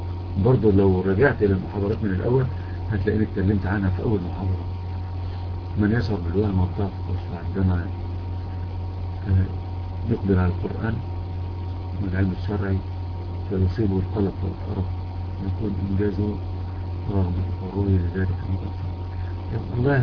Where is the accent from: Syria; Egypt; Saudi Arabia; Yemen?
Egypt; بخلاف عندنا في مصر مثلا لم يحدث تغيير واضح